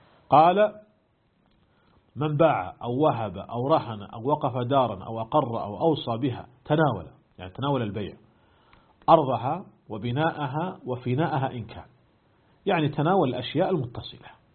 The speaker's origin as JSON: {"language": "Arabic", "country": "Saudi Arabia", "said": "أيضا هنا عندنا في المملكة العربية السعودية"}